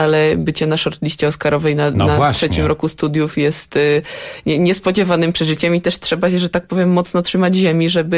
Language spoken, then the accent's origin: Polish; Warsaw, Masovian Voivodeship, Poland; Ja generalnie pochodzę z Warszawy